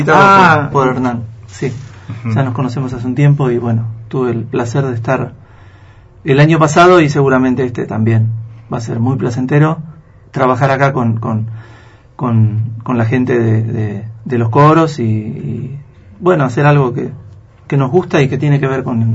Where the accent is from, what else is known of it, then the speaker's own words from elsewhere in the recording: Buenos Aires, Argentina; hay veces que yo soy de Buenos Aires, y en Buenos Aires yo, si bien hay un montón de agrupaciones corales